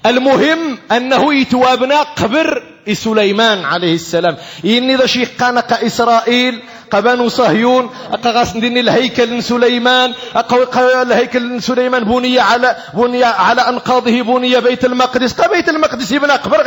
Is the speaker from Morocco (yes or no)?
yes; Morocco; وعلينا كمغاربة عليكم أيها المغاربة أن تعلموا أولادكم